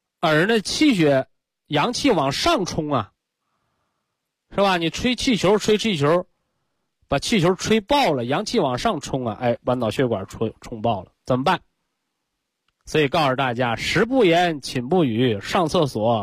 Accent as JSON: {"language": "Chinese", "country": "China", "said": "我们中国人讲啊"}